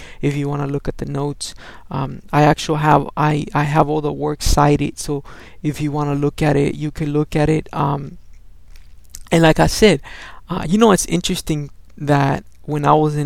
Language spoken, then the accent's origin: English; El Salvador; first language Spanish; English is a second language; moved away; English, even though Spanish is my first language, I understand English a little bit more. I don't know how to explain it to you, because I've been here for more time than I was in El Salvador.